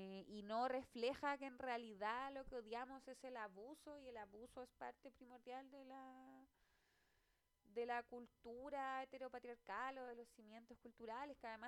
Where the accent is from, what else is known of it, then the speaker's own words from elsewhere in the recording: Valparaíso, Chile; por si alguien es de otro lugar, somos de Valparaíso